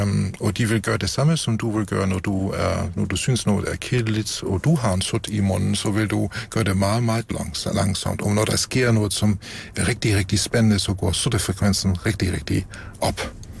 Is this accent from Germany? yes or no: yes; Germany; Danish is a second language; Det gælder også mig som tysker, at vi har bibeholdt vores evner